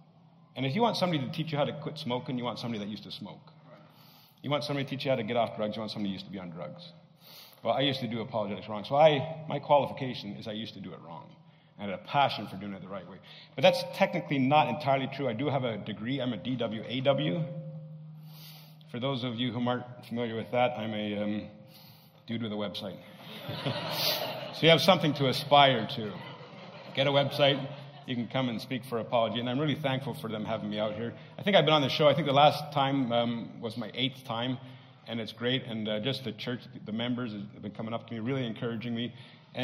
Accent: Canada; because I can't sell anything, I'm Canadian.

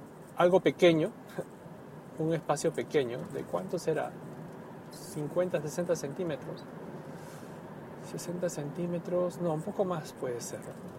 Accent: Peru; now in Japan; Cuando en mi país, en mi tierra natal, Perú, una persona, un familiar ha fallecido, lo más común era ir al cementerio y enterrar

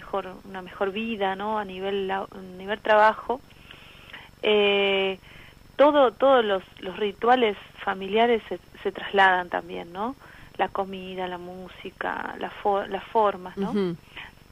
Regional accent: Buenos Aires Province, Argentina; Yo me crié en Buenos Aires, en el conurbano, pero bueno, toda mi familia es del litoral, toda, Entonces siempre era estar acá durante la época de clases, después irse todo el verano para allá

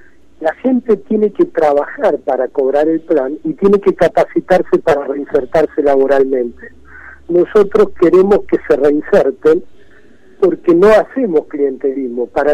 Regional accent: Buenos Aires Province, Argentina; now in San Luis, Argentina; Soy un bonaerense, nacido acá, que me fui a trabajar hace unos años con Rodríguez Sá

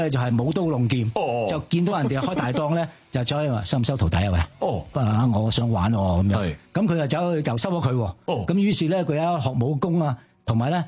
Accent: Hong Kong; also born or lived in China; 嗰阵时未落香港，因为我系喺大陆出世嘅。咁、

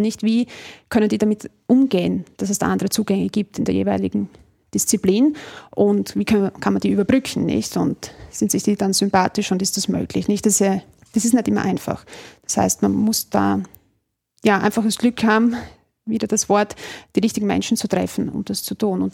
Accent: Deutschlandsberg, Styria, Austria; Ich komme ja aus der Steiermark, in Deutschlandsberg.

